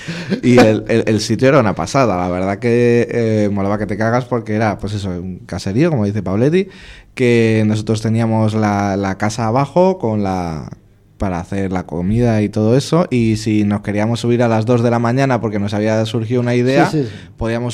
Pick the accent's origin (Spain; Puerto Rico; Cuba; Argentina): Spain; Madrid, Community of Madrid; pues nosotros que somos de Madrid, si grabamos en Madrid, pues grabamos a las 8